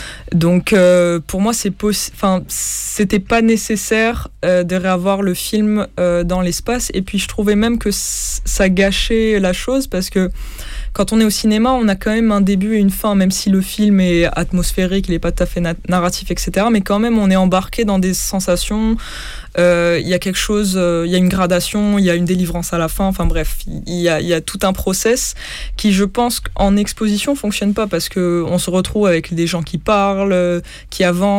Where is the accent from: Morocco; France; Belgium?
Morocco